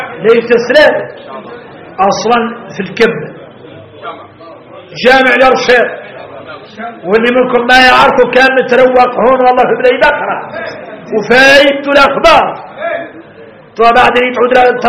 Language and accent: Arabic; Mauritania; نقولها احنا موريتاني